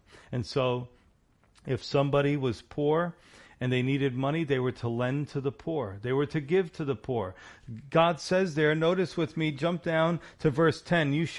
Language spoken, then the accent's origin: English; New York, United States; Listen, I'm a New Yorker. You know, I don't trust anybody.